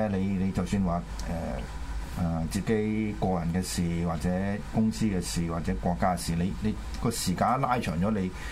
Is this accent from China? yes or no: yes; China; 究竟你講中國人，我係中國人，呢個係咩意思咧？